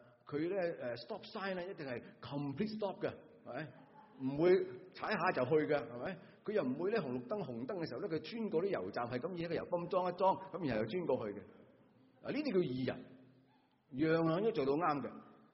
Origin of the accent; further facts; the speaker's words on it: Guangdong, China; 我们广东人